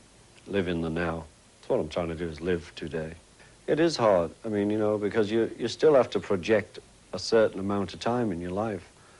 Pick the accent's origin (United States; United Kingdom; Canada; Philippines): United Kingdom; England; It was just Miami to me, you know, being English, but it's actually Florida now.